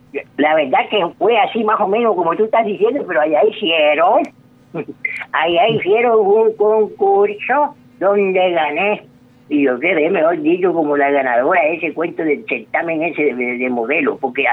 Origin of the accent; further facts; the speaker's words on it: Córdoba, Colombia; yo soy de origen turco. Yo voy así como que en la parte esa entre lo turco y lo del Sinú. Pues, orgullosamente aquí el Sinú